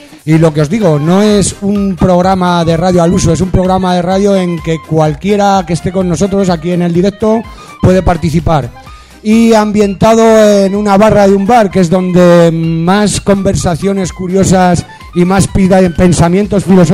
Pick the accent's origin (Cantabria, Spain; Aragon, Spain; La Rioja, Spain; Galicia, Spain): Aragon, Spain; Jaraba; yo retorné al pueblo, me fui a mi pueblo, a Jaraba, que lo tenía un poquito abandonado yo, mi pueblo.